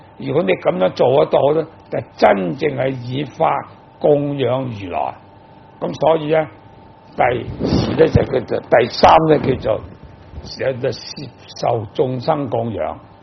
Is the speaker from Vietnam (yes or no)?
no; Hong Kong; 我哋香港人就好善心嘅